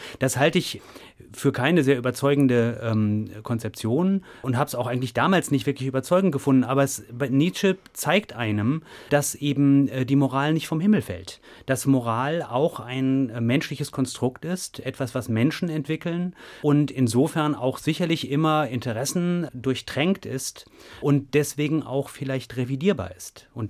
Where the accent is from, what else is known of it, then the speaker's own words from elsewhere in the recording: North Rhine-Westphalia, Germany; ich bin in Nordrhein-Westfalen zur Schule gegangen